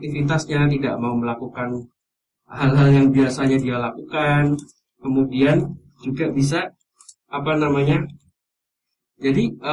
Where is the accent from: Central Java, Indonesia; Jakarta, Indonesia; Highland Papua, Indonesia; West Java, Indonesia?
Central Java, Indonesia; Pekalongan; now in Yogyakarta, Indonesia; Saya asli Pekalongan, mas.